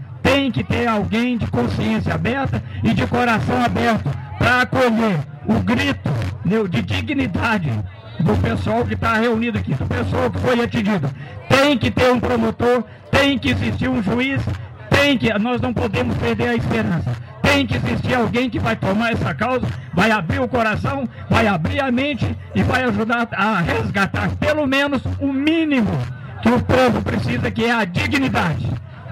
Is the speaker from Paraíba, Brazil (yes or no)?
no; Formiga, Minas Gerais, Brazil; now in Mariana, Brazil; Eu sou lá da cidade de Formiga, 300 quilômetros daqui, perto de Divinópolis. Tem 2 anos que eu canto. Tem 2 anos que eu estou residindo já aqui em Mariana.